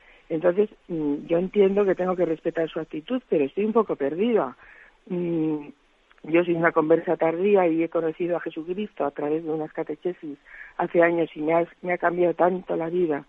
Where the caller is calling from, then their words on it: Madrid, Community of Madrid, Spain; de Madrid.